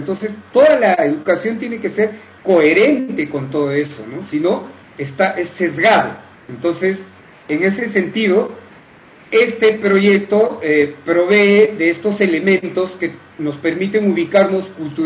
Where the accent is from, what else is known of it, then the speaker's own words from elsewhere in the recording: Cusco, Peru; born there; Facebook que es … ¿no? Yo nací en el Cusco, o sea, más al sur, y … es una familia que solamente es de ahí, y … porque leían muchos libros rusos, muchas novelas.